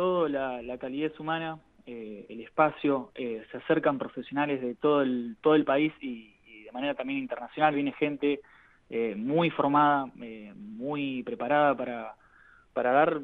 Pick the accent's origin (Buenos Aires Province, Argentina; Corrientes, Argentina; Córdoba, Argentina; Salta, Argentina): Buenos Aires Province, Argentina; Bahía Blanca; also born or lived in Tres Lomas; Yo nací en Tres Lomas, un pueblo de la provincia de Buenos Aires, pero bueno, viví toda mi vida en Bahía. Tengo un poco ahí dividido la identidad.